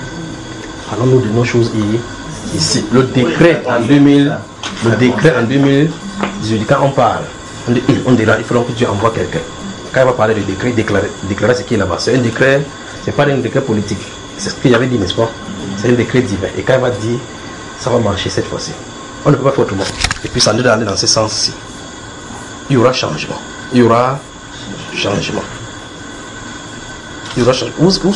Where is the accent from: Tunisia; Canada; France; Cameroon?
Cameroon; Si tu es Camerounais, je suis Camerounais.